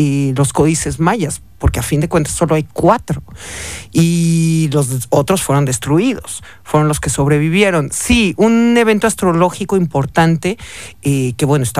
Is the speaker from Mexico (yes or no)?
yes; Mexico; como buenos mexicanos sabes que nos burlamos de todo, ¿no?